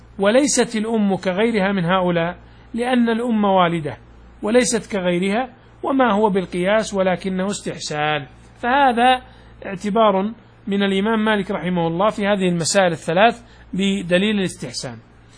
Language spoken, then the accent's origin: Arabic; Najd, Saudi Arabia; تقلط عندنا في نجد معناها أنك تدخل البيت،